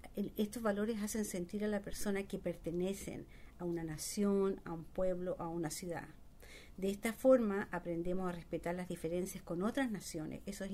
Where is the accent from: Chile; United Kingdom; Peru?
Chile; moved away as an adult; Ajá. Originalmente yo soy de Chile. Vine acá hace como 20 años, 25 años.